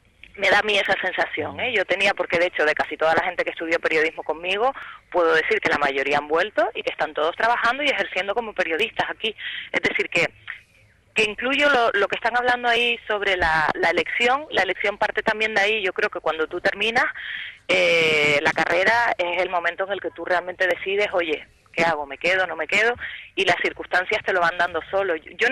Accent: Canary Islands, Spain; accent: Canarian; Yo hablo con mi acento canario, mi identidad, pero a veces para poder hablar con acento neutro

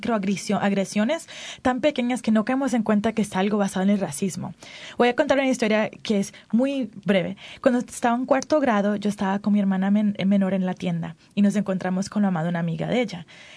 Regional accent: New Jersey, United States; born there; nací en Nueva Jersey, nací en los Estados Unidos.

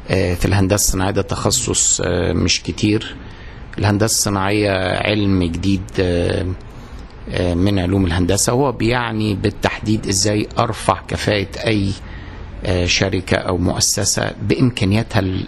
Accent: Cairo, Cairo Governorate, Egypt; also born or lived in Minya; أنا اتولدت بس في المنيا، لكن كل حياتي كانت في القاهرة. لأن كنت مرتبط بوالدي الله يرحمه، كان شغله دايما في القاهرة.

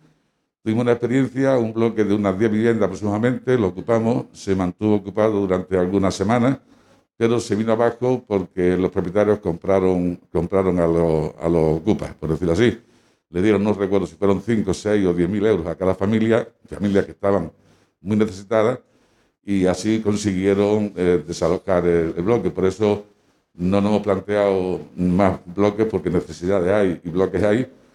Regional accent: Granada, Andalusia, Spain; Buenas tardes, yo soy de Granada y quería pues aprovechar este encuentro

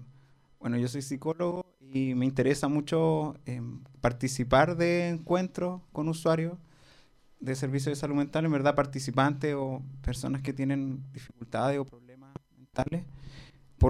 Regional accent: Santiago, Santiago Metropolitan Region, Chile; yo soy de Santiago

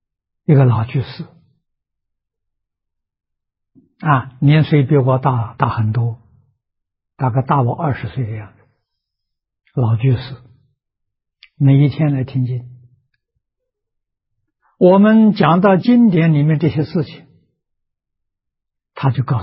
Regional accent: China; 就是我们中国人讲孝子贤孙的。

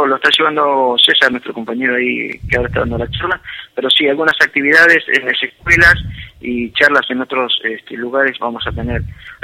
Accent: Bahía Blanca, Buenos Aires Province, Argentina; Somos de Bahía Blanca, somos 7 los integrantes y bueno, recorremos todo el país

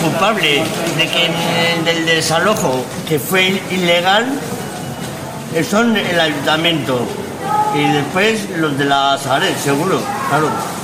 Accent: La Rioja, Spain; yo vengo de un pueblo de La Rioja, estaba trabajando

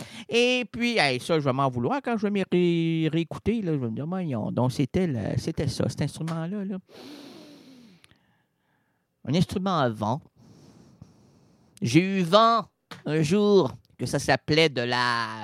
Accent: Quebec, Canada; On est des Québécois connaissants, là.

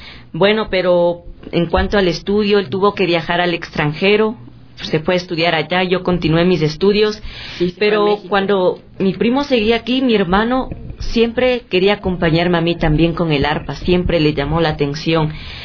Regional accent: Ecuador; nosotros somos dos jóvenes ecuatorianos

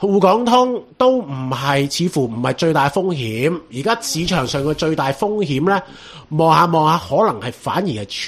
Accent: Hong Kong; 咁所以冇辦法，即係呢個係共業嚟㗎，我哋香港人。

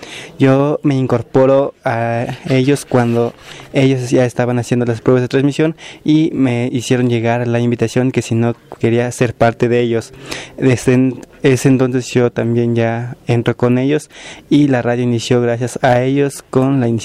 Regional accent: San Miguel Tzinacapan, Puebla, Mexico; soy de San Miguel Sinacapan

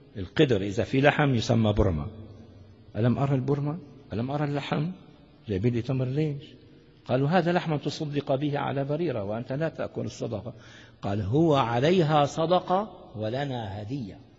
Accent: Damascus Governorate, Syria; دعاني مرة أحدهم في إربيل من أهل الميدان عندنا في الشام

